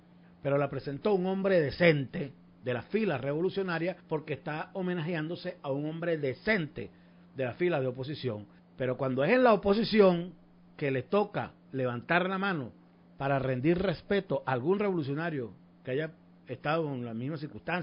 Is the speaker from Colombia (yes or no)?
no; Llanos, Venezuela; yo aquí, como buen llanero